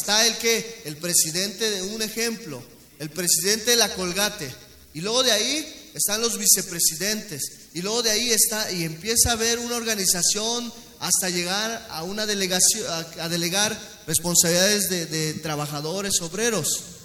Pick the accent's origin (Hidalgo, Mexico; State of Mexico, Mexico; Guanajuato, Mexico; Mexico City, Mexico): State of Mexico, Mexico; Zumpango; Porque si somos, vamos, o sea, sin ofender, yo soy de Zumpango.